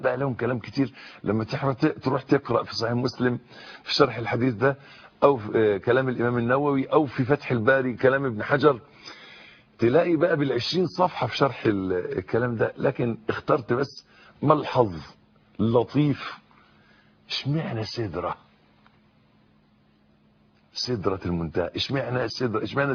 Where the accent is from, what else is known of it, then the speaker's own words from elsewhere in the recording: Egypt; شجر النبق ده عندنا في مصر، أنا مش عارف شجر النبق ده في العالم